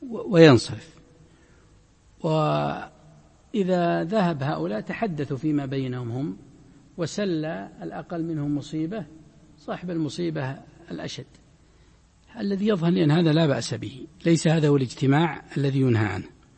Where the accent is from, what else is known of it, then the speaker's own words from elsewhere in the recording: Najd, Saudi Arabia; هذا ما يزال موجود عندنا في نجد وما حوله